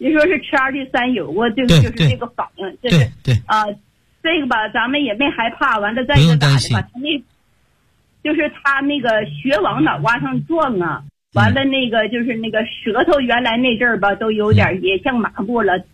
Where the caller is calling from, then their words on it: Beijing, China; 我是北京的学员，我今年72岁了。